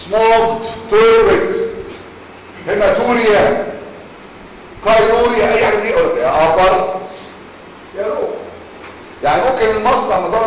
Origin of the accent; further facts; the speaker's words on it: Egypt; خلي بالكم احنا كمصريين اللغه الانجليزيه مش لغتنا